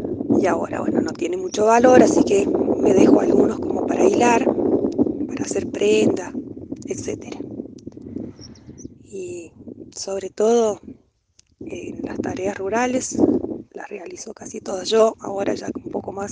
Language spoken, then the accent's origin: Spanish; San Luis, Argentina; del Filo, entre Los Molles y Cortaderas, más o menos a 1800 metros de altura, casi al límite entre Córdoba y San Luis, del lado de San Luis estoy viviendo. Vivo acá desde que tengo 19 días, me trajeron mis papás, ellos han sido oriundos de acá, de la sierra.